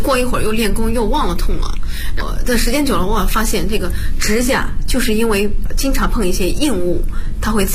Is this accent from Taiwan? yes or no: no; Bozhou, Anhui, China; 我是华佗五禽戏第59代传承人，我来自安徽亳州。